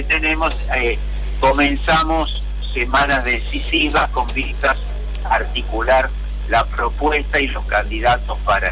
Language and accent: Spanish; Buenos Aires, Argentina; el 80% somos porteños